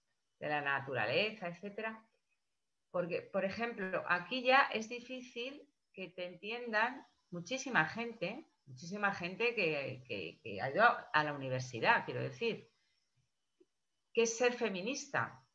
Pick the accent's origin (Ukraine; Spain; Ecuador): Spain; Madrid, Community of Madrid; Yo soy de Madrid, ¿eh?